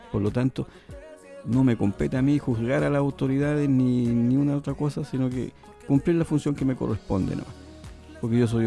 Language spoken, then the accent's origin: Spanish; Chile; Aunque no le agrade, vote por alguien que le pueda quizás para el lado suyo, como decimos los chilenos, tincar un poco más.